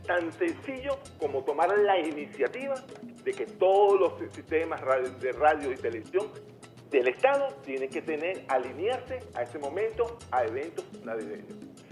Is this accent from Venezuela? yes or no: yes; Venezuela; a mí por lo menos como venezolano, me siento pero súper relajado